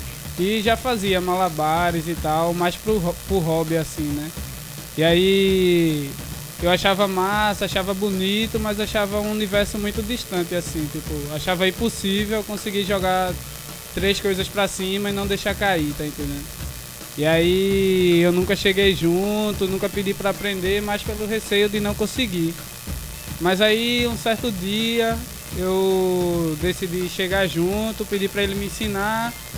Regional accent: Camaragibe, Pernambuco, Brazil; sou malabarista também, trabalho na rua, sou de Camaragibe

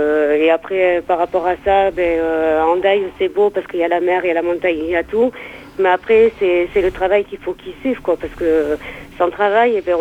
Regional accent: Hendaye, Nouvelle-Aquitaine, France; now in Châtellerault, France; je suis d'Hendaye. Actuellement, je suis partie de Hendaye pour venir sur Châtellerault.

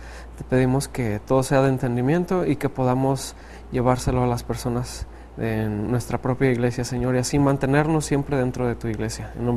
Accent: Montemorelos, Nuevo León, Mexico; estudiante del tercer año de música y soy de aquí de Montemorelos, Nuevo León.

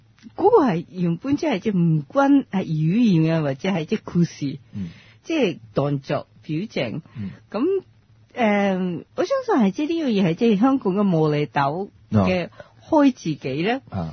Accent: Japan; Cantonese is a second language; now in Hong Kong; 我認為、香港都英文都 OK 啦、但係嚟到香港先知，其實如果融入到香港社會一定要講廣東話，但係我哋日本人嚟講呢，廣東話非常之難學嘅

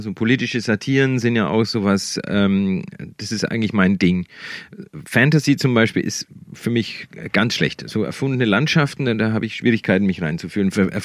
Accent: Bavaria, Germany; Die spielen alle in der Gegend, alle in den Dörfern, wo ich groß geworden bin.

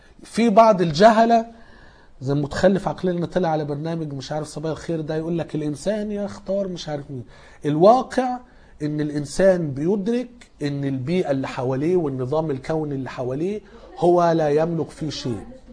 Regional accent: Egypt; يمكن الاجانب مش الناس اللي عندنا في مصر

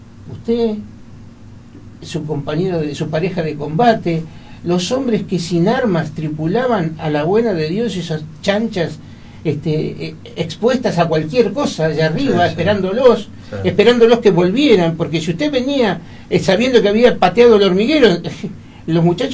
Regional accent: Argentina; me alcanza y me sobra como argentino para sentirme orgulloso de lo que han hecho.

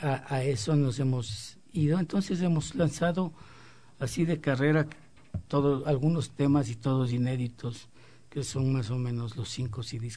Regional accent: Quito, Pichincha, Ecuador; born there; Yo nací en Quito y toda mi vida la he dedicado a la música.

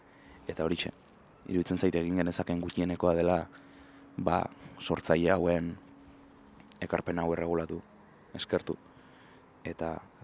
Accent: Bilbao, Basque Country, Spain; Bilboko kokapenak dira hauek, ba artearekin dudan lotura sendotu duten museoak zalantzarik gabe, nire haurtzaro eta gaztaroan.

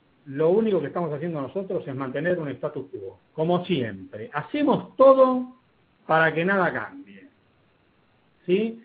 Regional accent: Argentina; todavía hay gente que piensa que en la Argentina, como somos argentinos, no podemos hacer nada.

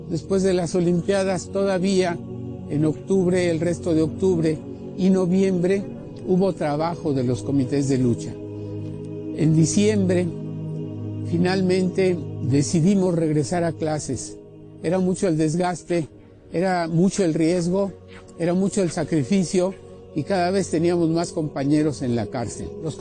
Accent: Mexico; somos los guerreros mexicanos

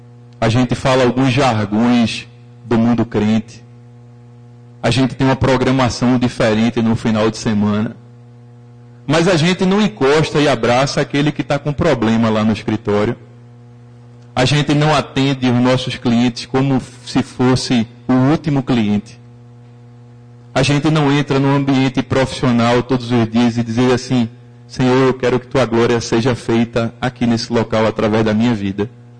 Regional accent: Recife, Pernambuco, Brazil; sou de Recife, tenho uma clínica aqui

